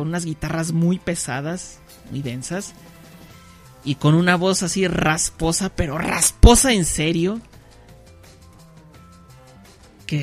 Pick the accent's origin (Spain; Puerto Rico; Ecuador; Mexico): Mexico; born there; no llegan tantas bandas de este país, de mi país natal, México.